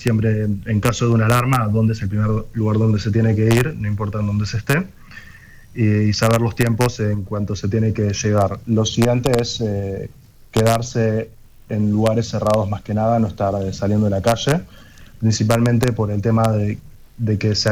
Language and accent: Spanish; Montevideo, Uruguay; moved away as an adult; also born or lived in Maldonado; now in Israel; Crecí en Montevideo y viví un par de años en Maldonado. Y con 18 años me vine en el 2016 a Israel a estudiar y vivir aquí.